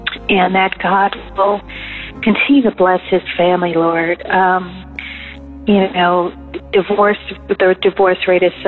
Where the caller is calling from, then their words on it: Maryland, United States; I'm calling from the Maryland area.